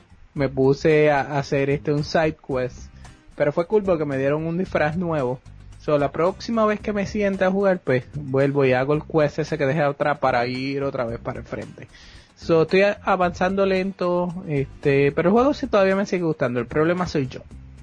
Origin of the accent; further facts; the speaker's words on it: Hatillo, Puerto Rico; porque yo crecí en Atillo, pues, no, íbamos a los cines de Arecibo